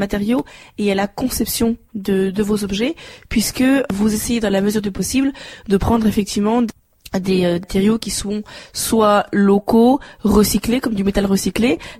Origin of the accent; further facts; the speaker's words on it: the north of France, France; moved away as an adult; also born or lived in Paris / Italy; now in Vosges, France; Je ne suis pas des Vosges. À l'origine, je viens du nord de la France. Mm-hmm. Ensuite, je suis passée par Paris. Je suis aussi un peu passée par l'Italie pour mes études.